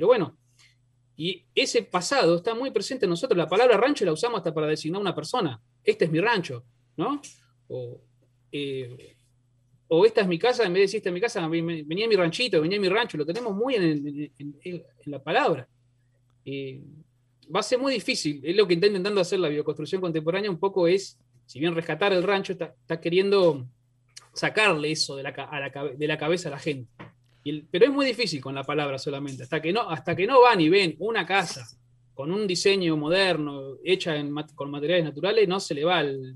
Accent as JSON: {"language": "Spanish", "region": "Buenos Aires Province", "country": "Argentina", "said": "somos argentinos, somos de la provincia de Buenos Aires, y acá hace 100 años atrás estaba lleno de rancho."}